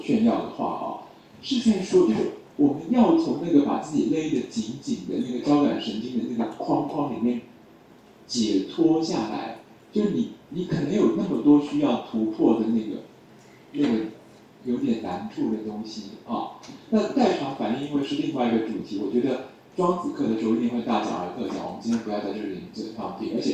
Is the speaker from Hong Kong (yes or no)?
no; Taiwan; 我们台湾这边啊